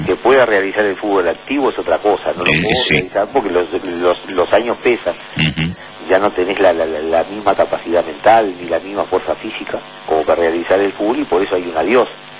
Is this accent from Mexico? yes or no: no; Uruguay; piensa como todo uruguayo, y yo también como uruguayo y como hincha